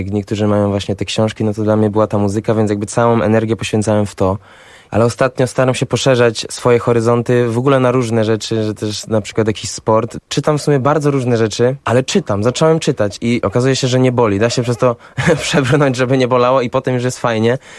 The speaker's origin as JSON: {"language": "Polish", "region": "Silesian Voivodeship", "country": "Poland", "said": "chociaż sam jestem ze Śląska, więc jakoś bardziej w tym tkwiłem niż w tym warszawskim."}